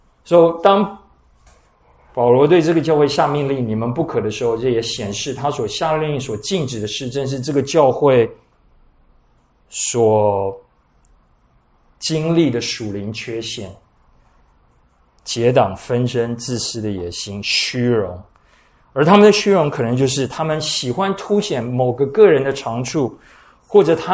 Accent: China; 谦卑也不是我们中国人所谓阿谀奉承的谦虚。

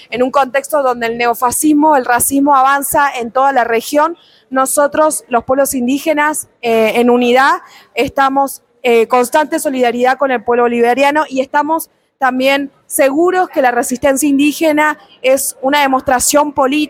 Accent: Mendoza, Argentina; soy del pueblo indígena Colla de la provincia de Mendoza de Argentina.

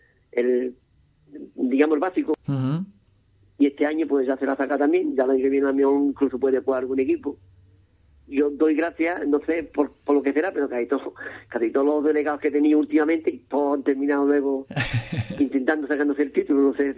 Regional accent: Cádiz, Andalusia, Spain; la soy aquí de Cádiz

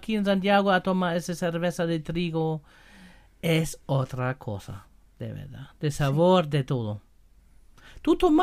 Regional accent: Germany; Spanish is a second language; Porque yo soy alemán y yo sabe todo el cerveza

